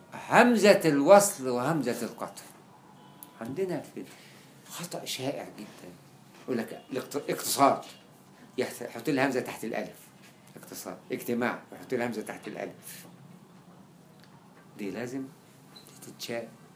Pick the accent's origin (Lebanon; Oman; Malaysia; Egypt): Egypt; طب ما احنا كلنا مصريين بنتكلم عربي احنا بنعرف لغه عربيه